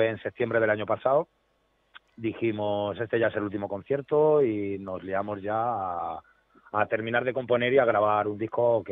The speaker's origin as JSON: {"language": "Spanish", "town": "Getafe", "region": "Community of Madrid", "country": "Spain", "said": "la otra parte de la banda somos de Getafe, que es el sur de Madrid."}